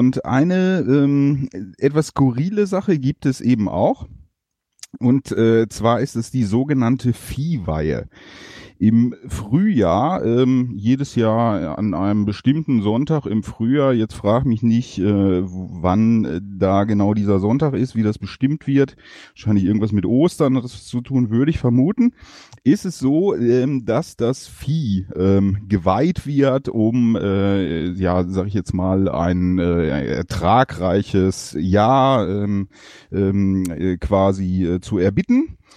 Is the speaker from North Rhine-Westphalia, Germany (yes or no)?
yes; Dingenstrop, North Rhine-Westphalia, Germany; hier in Dingenstrop, wo ich herkomme